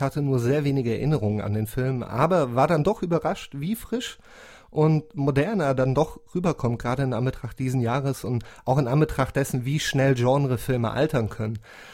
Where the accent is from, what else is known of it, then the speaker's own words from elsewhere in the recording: Germany; ich komme aus Deutschland und ein paar Kilometer weiter in Wien sitzt